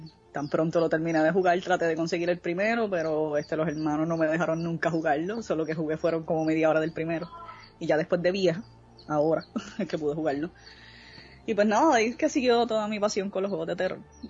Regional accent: Puerto Rico; Soy de Puerto Rico, obviamente. Mi madre es de Estados Unidos, mi papá es de acá de Puerto Rico, he vivido toda mi vida aquí en Puerto Rico.

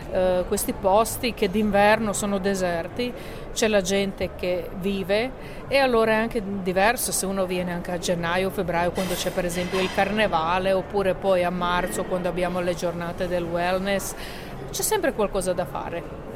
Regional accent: Primorje-Gorski Kotar County, Croatia; Poi la regione del Quarnero, da dove vengo io, che si trova nella parte settentrionale della Croazia, cioè dell'Adriatico, molto vicina all'Italia.

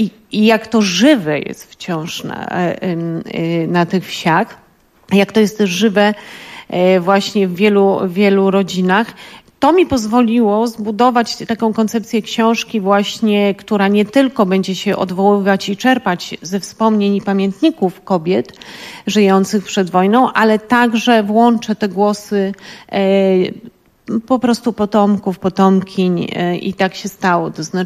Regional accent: Lower Silesian Voivodeship, Poland; dla mnie to w ogóle jeszcze był inny rodzaj doświadczenia, dlatego że ja pochodzę właśnie z Dolnego Śląska.

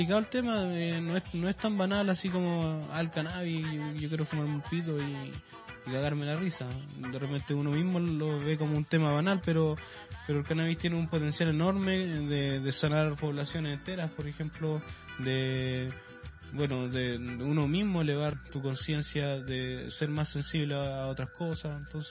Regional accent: Calama, Antofagasta, Chile; now in Iquique, Chile; yo no soy quiqueño, yo vengo de Calama. Yo llegué acá a estudiar

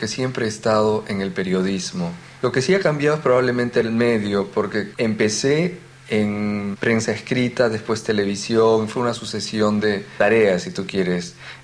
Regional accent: Peru; now in London, United Kingdom; Soy peruano y vivo en Londres.

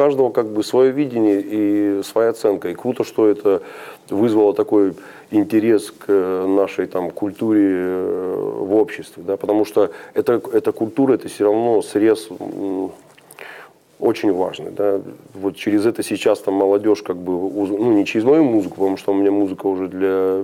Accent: Rostov-on-Don, Rostov Oblast, Russia; Ну, я из Ростова-на-Дону.

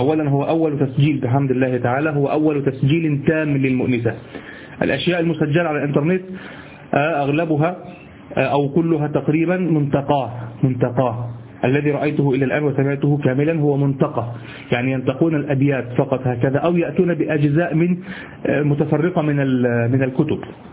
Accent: Egypt; هو الذي يعرف عندنا في مصر السديري، الصاب هو طبعا، لكن نحن نقول سديري،

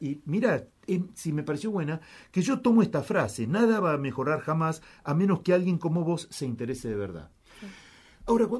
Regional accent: Buenos Aires, Argentina; todas las expectativas que nosotros como porteños podemos tener

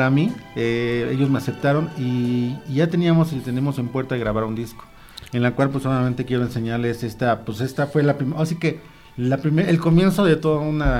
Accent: Amecameca, State of Mexico, Mexico; porque había gente de aquí de mi pueblo apoyándome para la presentación del disco.

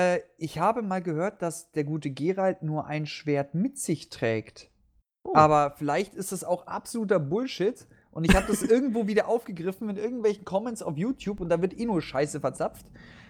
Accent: Bavaria, Germany; im Westen, ich komme ja aus Bayern, ist mir das nie so aufgefallen.

